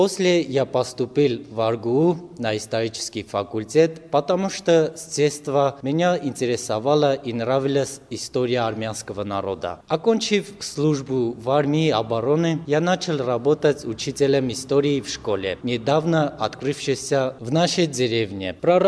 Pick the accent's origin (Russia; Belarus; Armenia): Armenia; Charentsavan, Kotayk; now in Artsakh; В годы Арцахской освободительной войны в моем родном городе Чаренцаване закрылись все заводы, и людям негде было зарабатывать на хлеб.